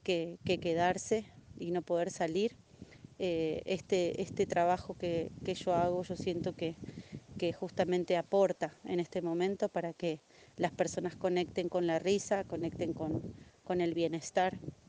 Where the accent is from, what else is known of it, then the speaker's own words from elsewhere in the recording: Argentina; now in Costa Rica; soy payasa, titiritera, gestora cultural y soy argentina, viviendo en Costa Rica hace más o menos unos 3 años.